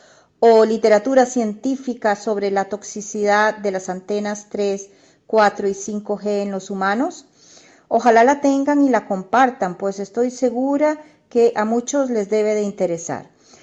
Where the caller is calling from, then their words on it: Costa Rica; de Costa Rica.